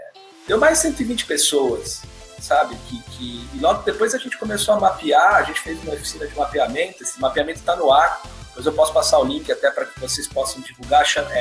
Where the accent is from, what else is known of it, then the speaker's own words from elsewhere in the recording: Jundiaí, São Paulo, Brazil; now in Santos, Brazil; eu cresci bem perto de Santos, quer dizer, não sou de Santos, né? Eu sou de Jundiaí, mas vinha direto para cá, minha avó morava aqui